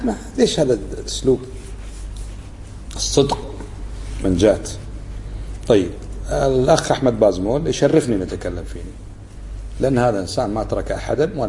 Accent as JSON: {"language": "Arabic", "country": "Kuwait", "said": "وكانت بلدنا الكويت تدخل فيها من تدخل وأشعل الفتنة فيها"}